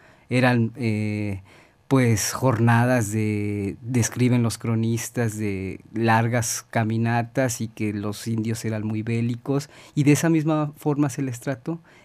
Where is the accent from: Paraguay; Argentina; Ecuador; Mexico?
Mexico; Ya todos somos mexicanos, pero todos tenemos orígenes culturales muy, muy diversos, ¿no?